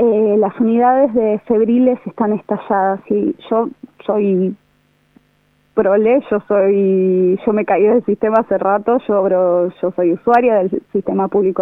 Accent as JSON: {"language": "Spanish", "region": "Buenos Aires", "country": "Argentina", "said": "yo soy de Capital, pero un porcentaje muy importante es de provincia de Buenos Aires."}